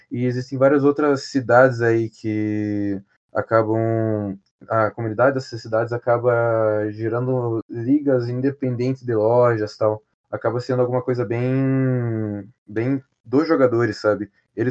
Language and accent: Portuguese; Paraná, Brazil; na minha cidade aqui, eu sou do Paraná